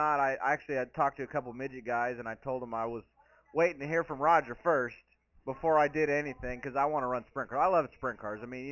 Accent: California, United States; it's okay because I'm from California, so they could say, oh, it's a California thing.

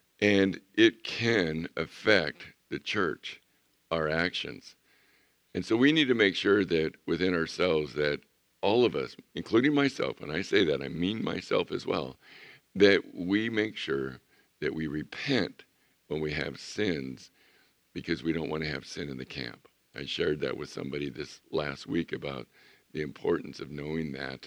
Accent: Chula Vista, California, United States; I remember growing up in Chula Vista. There were orchards, there were citrus trees by the tons

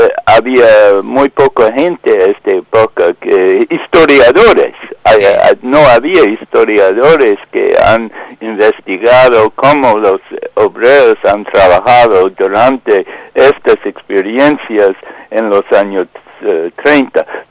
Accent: United States; now in Spain; Sí, y ese como joven norteamericana me interesa mucho esta interpretación que nunca he escuchado en este país

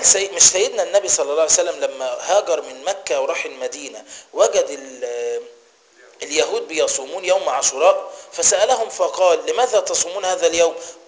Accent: Egypt; وعروسة المولد وحصان المولد، ده عندنا في مصر

